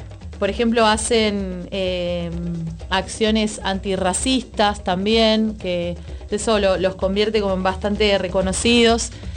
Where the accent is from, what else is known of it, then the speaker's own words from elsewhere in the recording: Morón, Buenos Aires Province, Argentina; Por ejemplo, yo soy de Morón